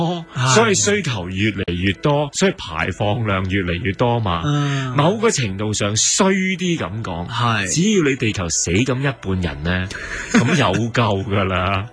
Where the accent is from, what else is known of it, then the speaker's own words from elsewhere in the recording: Hong Kong; 你可想而知我哋香港人對呢樣嘢比較